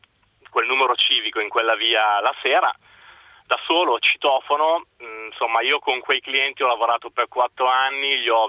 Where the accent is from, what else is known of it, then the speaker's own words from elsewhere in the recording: Monza, Lombardy, Italy; Ma adesso dal Friuli, in realtà sono di Monza.